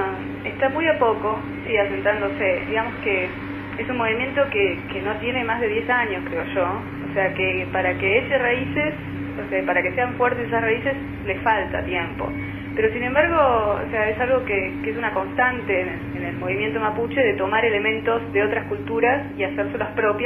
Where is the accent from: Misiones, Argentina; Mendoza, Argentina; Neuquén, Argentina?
Neuquén, Argentina; yo crecí en Neuquén, viví en la ciudad de Neuquén mucho tiempo, bueno, ahí es también parte del territorio mapuche